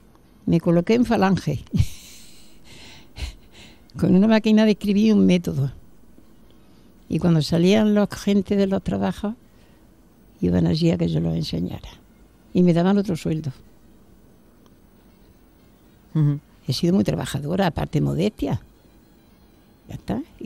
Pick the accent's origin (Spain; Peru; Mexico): Spain; Córdoba, Andalusia; born there; also born or lived in Jaén; Yo nací en Córdoba, soy cordobesa. Y luego ya me fui a Jaén, a esto. Y ya allí me quedé, conocí a mi marido y tal, y me quedé allí ya.